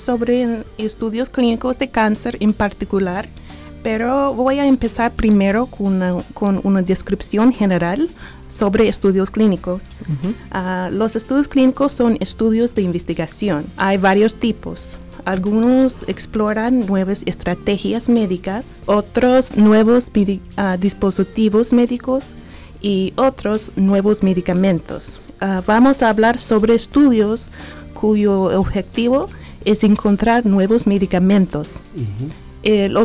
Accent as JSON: {"language": "Spanish", "town": "Nashville", "region": "Tennessee", "country": "United States", "tie": "born or raised there", "said": "Nací aquí en Nashville. He vivido aquí por mucho de mi vida."}